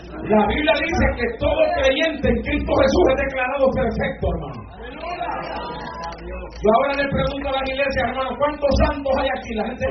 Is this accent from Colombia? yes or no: no; Honduras; Lempira es un héroe nacional en mi país.